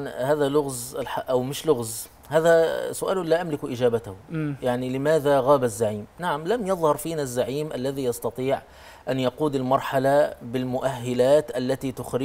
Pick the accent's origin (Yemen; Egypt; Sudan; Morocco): Egypt; نحن عندنا في مصر